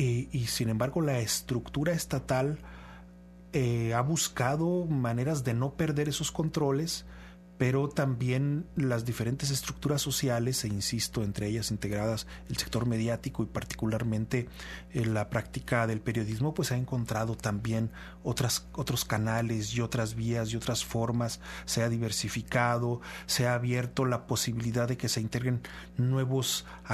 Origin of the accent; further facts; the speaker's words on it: Aguascalientes, Mexico; De donde vengo yo, el estado de Aguascalientes